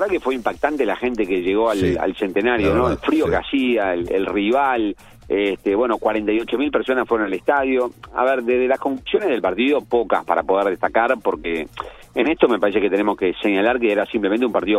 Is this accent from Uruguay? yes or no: yes; Uruguay; Así que la verdad que como uruguayo todos tenemos que estar muy orgullosos.